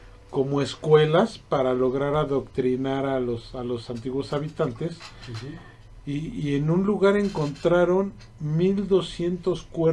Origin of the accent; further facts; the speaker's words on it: Mexico; Claro que soy mexicano.